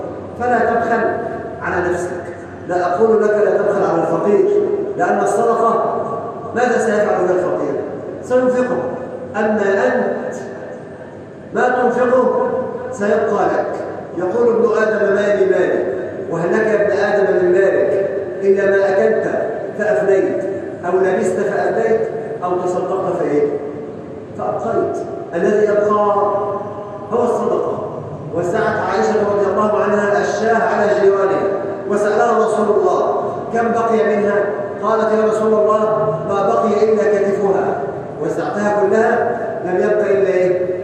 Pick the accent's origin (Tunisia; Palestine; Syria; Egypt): Egypt; اللهم اجعل بلدنا مصر أمن أمان، سلما سلاما، سخاء رخاء